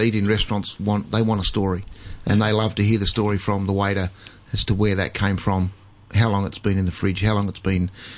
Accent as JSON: {"language": "English", "town": "Port Lincoln", "region": "South Australia", "country": "Australia", "said": "I'm from Port Lincoln in South Australia."}